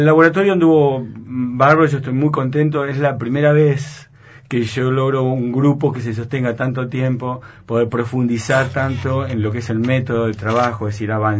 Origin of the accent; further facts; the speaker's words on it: Argentina; nos trae un tema que no nos abandona como sociedad, como argentinos